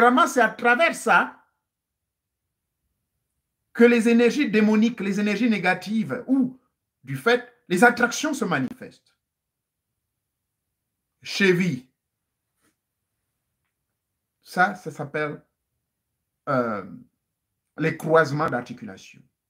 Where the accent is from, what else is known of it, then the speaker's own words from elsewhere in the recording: Gabon; Chez nous, en Gabon